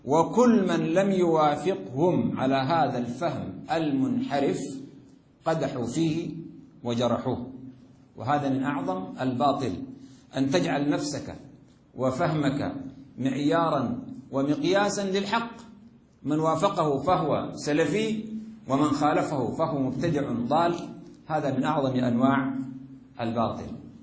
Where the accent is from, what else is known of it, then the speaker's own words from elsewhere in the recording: Sudan; وأنا أرى هذا بظهور أو بوضوح في بلدي السودان